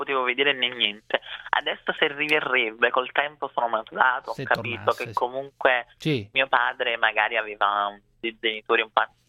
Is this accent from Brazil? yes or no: yes; Brazil; sono brasiliana